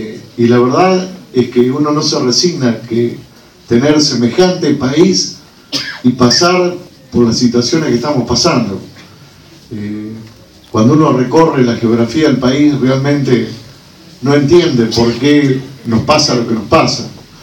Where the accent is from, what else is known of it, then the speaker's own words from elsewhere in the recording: Argentina; porque soy un argentino preocupado que leo permanentemente todo lo que puedo y realmente creo que este país tiene mucho para cambiar